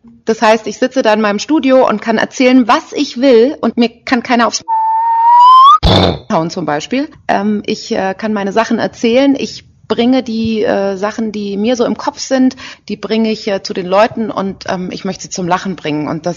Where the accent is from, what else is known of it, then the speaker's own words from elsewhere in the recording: Berlin, Germany; Ich komme ja aus Berlin eigentlich.